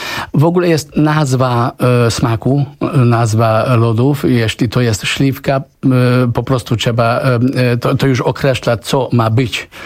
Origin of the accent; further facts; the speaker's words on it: Hungary; Polish is a second language; also born or lived in Tunisia; ja się urodziłem w Tunezji, wychowałem się na Węgrzech